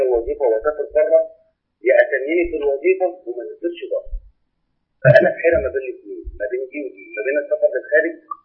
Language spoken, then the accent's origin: Arabic; Egypt; في عندنا في مصر هنا